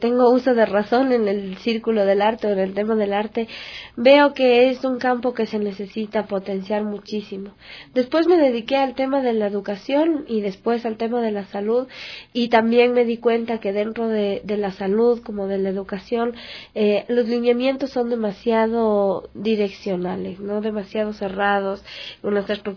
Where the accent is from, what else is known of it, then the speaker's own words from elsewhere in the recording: Quito, Pichincha, Ecuador; Y como yo soy del sur de Quito